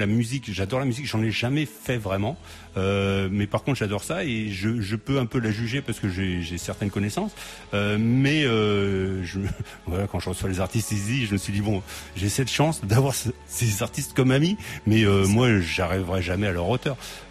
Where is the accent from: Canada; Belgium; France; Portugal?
Portugal; il y a aussi une fierté, parce que moi je suis portugais.